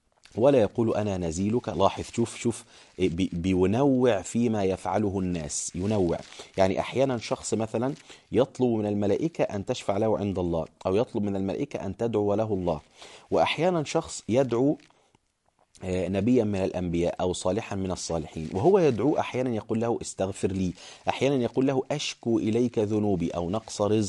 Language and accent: Arabic; Egypt; أنا كنت أناقش بعض الناس مثلا عندنا في مصر